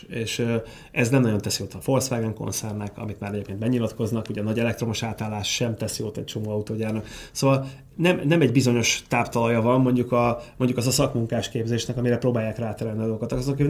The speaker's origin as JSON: {"language": "Hungarian", "country": "Hungary", "said": "de igazából én szeretek magyar lenni, mert ez egy gyönyörű nyelv, egy gyönyörű ország"}